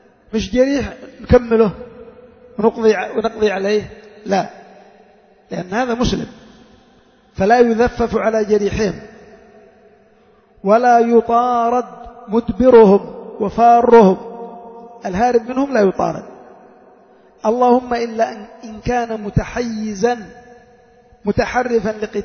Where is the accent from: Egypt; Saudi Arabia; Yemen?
Yemen; لأن الناس مثلا عندنا في اليمن